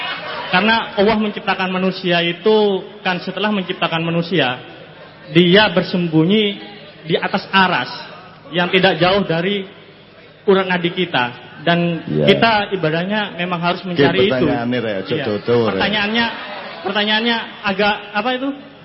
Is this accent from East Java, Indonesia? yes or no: yes; East Java, Indonesia; saya asli Madura, jadi dari Madura tadi langsung ke sini.